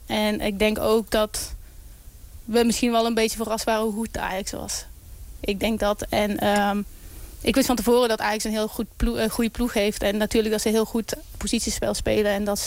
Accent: Netherlands; ik als Nederlander, dat ik zie dat er zoveel talent aan komt

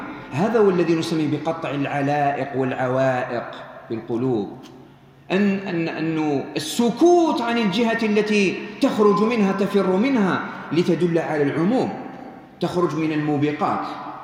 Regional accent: Algeria; هنا عندنا في الجزائر في شهر رمضان ما تجد إلا الخير

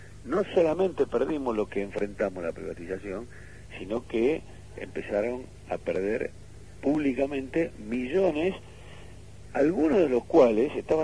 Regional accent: Argentina; habrá que rediscutir nosotros como argentinos.

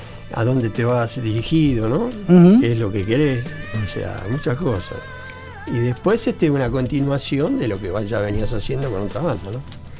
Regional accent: Rosario, Santa Fe, Argentina; now in Buenos Aires, Argentina; Yo vine de Rosario con una banda llamada

